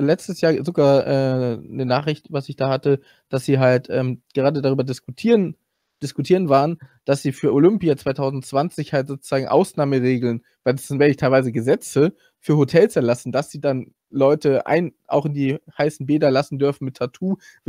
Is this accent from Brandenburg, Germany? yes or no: no; Hamburg, Germany; now in Salzburg, Austria; Ursprünglich Hamburg, jetzt aber lebe ich in Salzburg halt seit 14 Jahren.